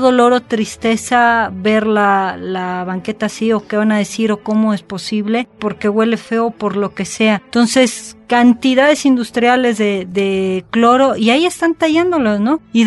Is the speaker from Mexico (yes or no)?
yes; Mexico; quizá como buena mexicana de repente soy un poco escéptica